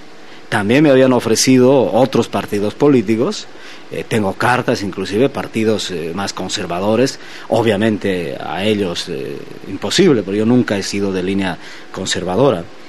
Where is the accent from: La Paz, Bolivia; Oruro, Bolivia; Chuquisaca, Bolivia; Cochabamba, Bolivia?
Chuquisaca, Bolivia; Sucre; yo soy de Sucre, de la capital de la República.